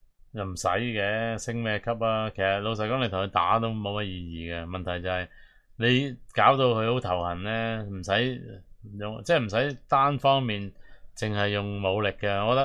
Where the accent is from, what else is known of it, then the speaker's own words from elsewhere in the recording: Hong Kong; 所以我哋香港人普遍都唔中意自由党嘅